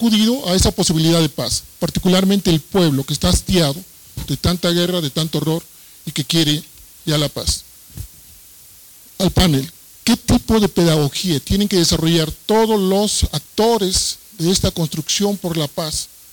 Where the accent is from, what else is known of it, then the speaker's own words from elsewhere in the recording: Mexico; nosotros venimos de México